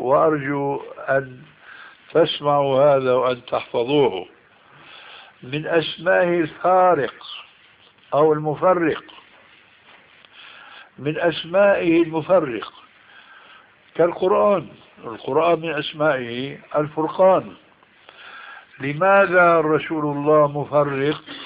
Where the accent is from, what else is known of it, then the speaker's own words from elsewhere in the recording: Syria; كل واحد كما يقولون عندنا في الشام